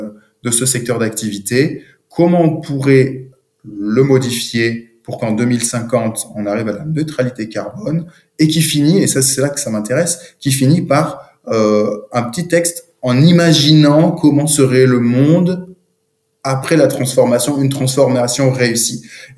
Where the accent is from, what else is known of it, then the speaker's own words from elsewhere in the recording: Bordeaux, Nouvelle-Aquitaine, France; Moi, je suis bordelais.